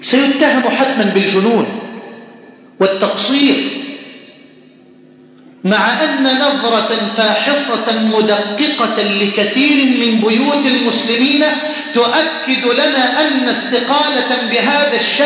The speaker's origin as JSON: {"language": "Arabic", "country": "Egypt", "said": "أن تجعل بلدنا مصر واحة للأمن والأمان"}